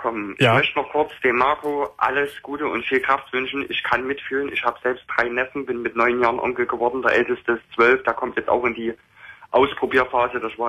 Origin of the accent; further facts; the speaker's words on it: East Germany, Germany; Ich komme ursprünglich aus dem Osten.